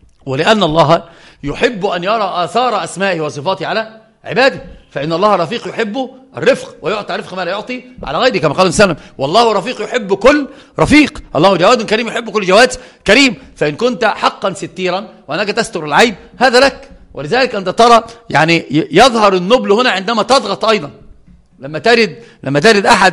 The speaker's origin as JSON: {"language": "Arabic", "region": "Upper Egypt", "country": "Egypt", "said": "يعني انا صعيدي اتكلم عن نفسي"}